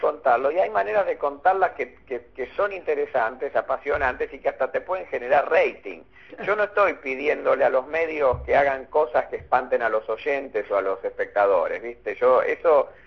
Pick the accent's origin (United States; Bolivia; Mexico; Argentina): Argentina; Buenos Aires; Yo soy de Buenos Aires, acá muchos hinchas de Rosario no hay